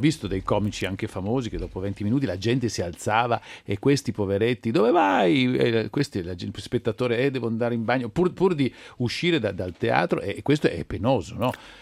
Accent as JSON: {"language": "Italian", "town": "Turin", "region": "Piedmont", "country": "Italy", "said": "io sono di Torino e secondo me Torino è la nostra regione Piemonte, è la più vicina al teatro dell'assurdo, che è francese"}